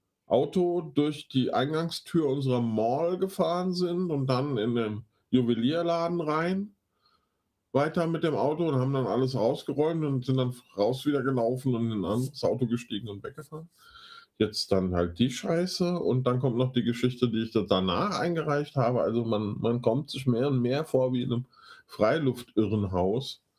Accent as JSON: {"language": "German", "town": "Giessen", "region": "Hesse", "country": "Germany", "tie": "born or raised there", "said": "dass meine Heimat irgendwie eine Rubrik wird bei den Affen. Also es ist gerade nicht so einfach, in Gießen zu wohnen irgendwie."}